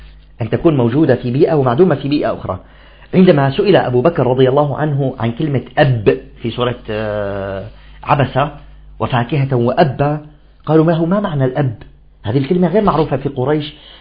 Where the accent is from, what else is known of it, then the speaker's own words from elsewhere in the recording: Damascus, Damascus Governorate, Syria; حتى في عندنا منطقة في الشام في دمشق تسمى منطقة الطلياني